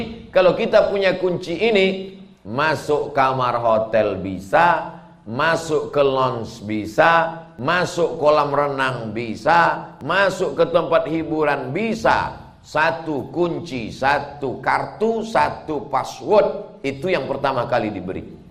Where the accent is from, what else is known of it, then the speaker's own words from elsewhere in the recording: Sumatra, Indonesia; Padahal saya orang Melayu. Saya asli orang Melayu, dari Pulau Sumatera.